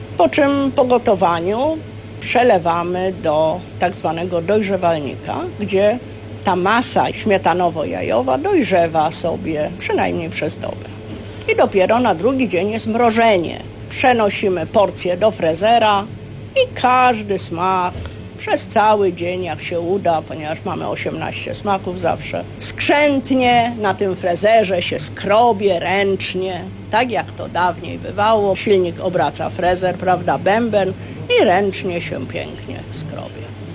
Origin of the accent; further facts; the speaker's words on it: Zwierzyniec, Lublin Voivodeship, Poland; Pochodzimy z Roztocza, z pięknego zwierzyńca.